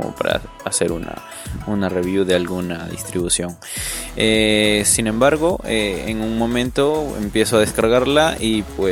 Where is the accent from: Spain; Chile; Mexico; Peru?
Peru; Como saben, soy de Perú.